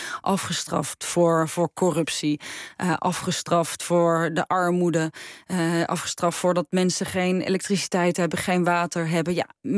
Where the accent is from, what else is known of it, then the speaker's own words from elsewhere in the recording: Netherlands; En ik denk dat het ook wel hielp dat we uit Nederland kwamen.